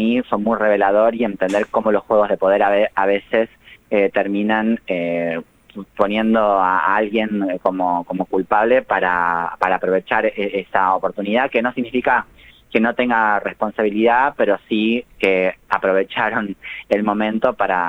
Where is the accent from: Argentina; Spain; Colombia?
Argentina; Tucumán; now in Buenos Aires, Argentina; Yo soy actriz, pero soy tucumana, vivo en Buenos Aires hace solamente 16 años